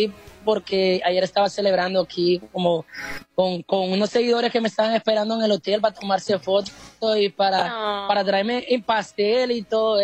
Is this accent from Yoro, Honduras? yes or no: yes; El Progreso, Yoro, Honduras; Es del Progreso y Oro.